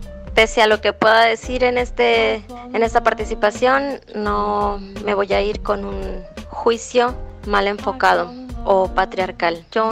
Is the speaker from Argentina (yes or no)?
no; Hermosillo, Sonora, Mexico; Soy de Hermosillo, Sonora.